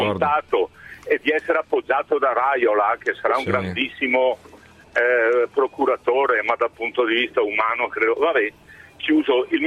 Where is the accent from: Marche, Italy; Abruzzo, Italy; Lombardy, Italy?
Lombardy, Italy; Bergamo; visto che sono di Bergamo